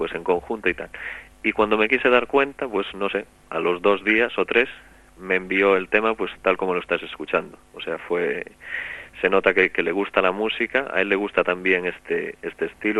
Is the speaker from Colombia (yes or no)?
no; Galicia, Spain; yo soy gallego y entonces pues me es mucho más cercano